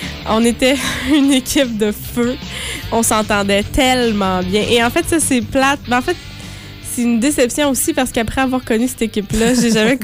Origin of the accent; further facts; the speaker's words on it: Drummondville, Quebec, Canada; also born or lived in Ontario / Trois-Rivières; je viens d'Ontario. C'est ça. Mais j'ai grandi à Drummondville, puis j'ai fini mon grandissement à Trois-Rivières.